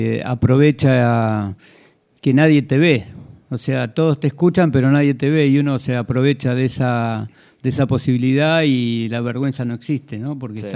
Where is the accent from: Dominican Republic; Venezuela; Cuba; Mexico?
Cuba; yo vengo de Cuba, chico, y en Cuba nosotros no tenemos nada, todo lo atamos con alambre.